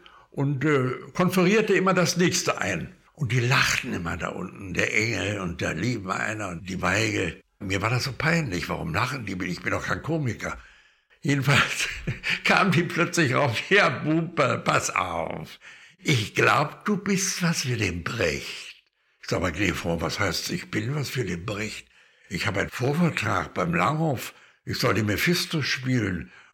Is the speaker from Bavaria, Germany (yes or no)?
no; Berlin, Germany; Ich bin Berliner, gehe vor, nicht wahr? Und ich möchte gerne nach Berlin jetzt mal meine Heimat besuchen.